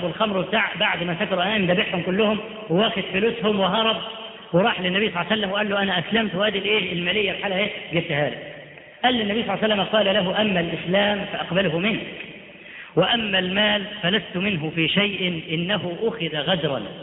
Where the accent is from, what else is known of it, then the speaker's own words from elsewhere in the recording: Upper Egypt, Egypt; ده احنا عندنا في الصعيد لحد دلوقتي